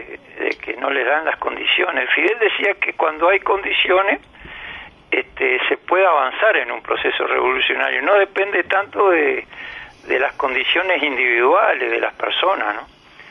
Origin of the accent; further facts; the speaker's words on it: Uruguay; los uruguayos somos muy futboleros